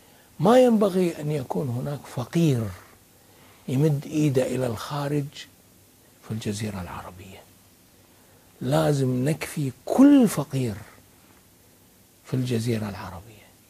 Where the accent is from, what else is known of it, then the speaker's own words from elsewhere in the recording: Kuwait; هاي لهجتنا احنا بالكويت، يعني اكيد انتم عندكم في اليمن لهجة اخرى اكثر فصاحة منا احنا